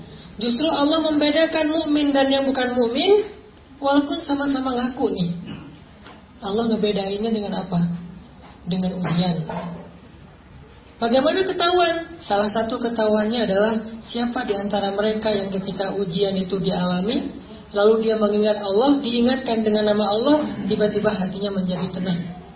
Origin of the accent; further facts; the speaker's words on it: Aceh, Indonesia; Saya orang Aceh kuliah di Mesir.